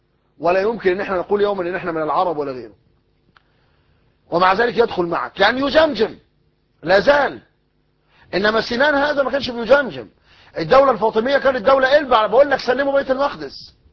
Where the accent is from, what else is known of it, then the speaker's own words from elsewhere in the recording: Egypt; المثل الدارج عندنا في مصر يقول لك غرق في شبر مية